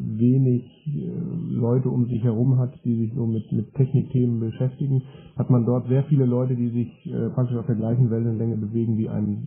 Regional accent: Sankt Augustin, North Rhine-Westphalia, Germany; aus St. Augustin

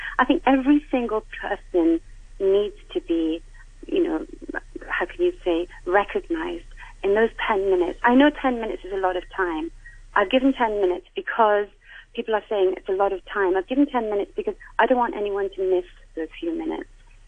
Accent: India; now in Hong Kong; I'm Indian, so I have my people behind me, which is wonderful. I come from the Sikh community

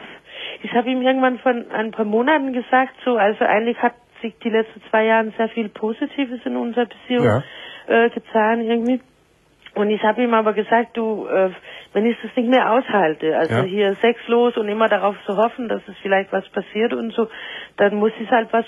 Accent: Denmark; German is a second language; Aus Dänemark.

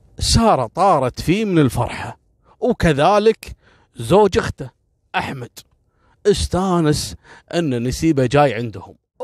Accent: Kuwait; صارت عندنا في الكويت قبل كم سنة

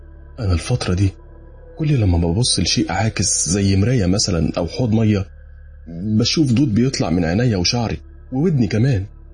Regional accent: Benha, Qalyubia, Egypt; now in Medina, Saudi Arabia; مصري من بنها ومقيم في المدينة المنورة.

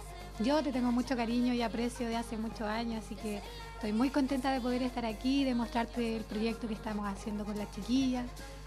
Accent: Puente Alto, Santiago Metropolitan Region, Chile; now in Maipú, Chile; Mis papás todavía viven acá, así que todavía soy de Puente.

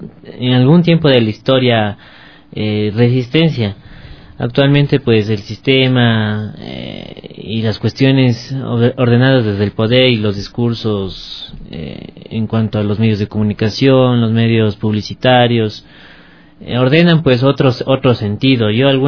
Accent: Ecuador; estamos como ecuatorianos cambiando esta visión.

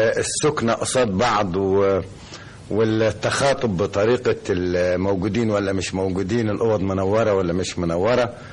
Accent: Upper Egypt, Egypt; وانا صعيدي خالص

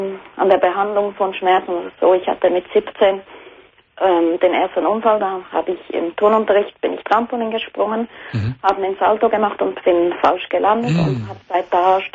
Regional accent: Switzerland; ich komme auch aus der Schweiz.

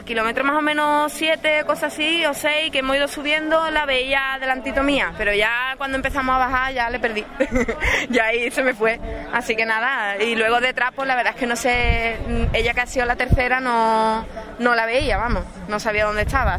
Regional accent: Cádiz, Andalusia, Spain; Lo que pasa es que yo soy de Cádiz y para entrenar, chungo.

